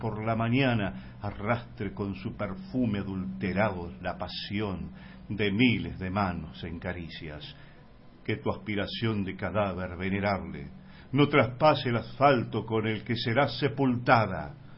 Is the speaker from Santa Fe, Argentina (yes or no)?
no; Buenos Aires, Argentina; born there; now in Córdoba, Argentina; soy porteño renegado devenido en cordobés.